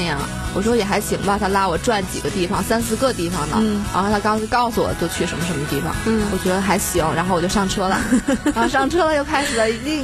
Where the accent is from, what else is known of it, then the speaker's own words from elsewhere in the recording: Guangdong, China; 我父母是就广东人，我就其中一方是广东人，我是从广东那边过来的，